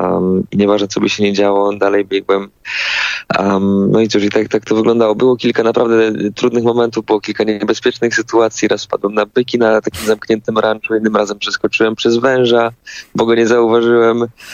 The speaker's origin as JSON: {"language": "Polish", "town": "Toszek", "region": "Silesian Voivodeship", "country": "Poland", "said": "Ja pochodzę z Toszka, z takiej małej miejscowości na Śląsku"}